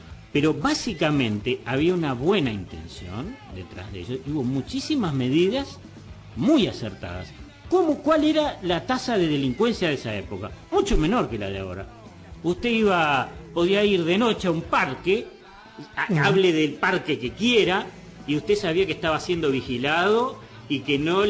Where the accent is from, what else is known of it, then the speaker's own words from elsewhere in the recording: Uruguay; me duele decirlo porque yo también soy uruguayo